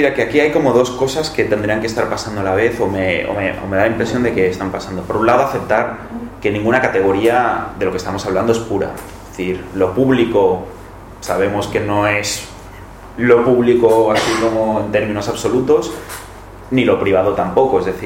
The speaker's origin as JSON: {"language": "Spanish", "town": "Barcelona", "region": "Catalonia", "country": "Spain", "said": "Yo que vengo de Barcelona, pues tengo una red de bibliotecas estupenda"}